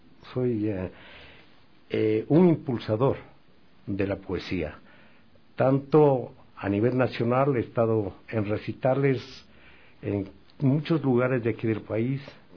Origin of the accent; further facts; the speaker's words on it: Quito, Pichincha, Ecuador; como quiteño que soy